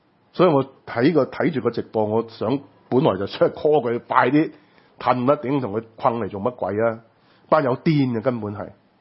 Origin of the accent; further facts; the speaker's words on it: Hong Kong; 不過作為香港人，今時今日有這麼多人站了出來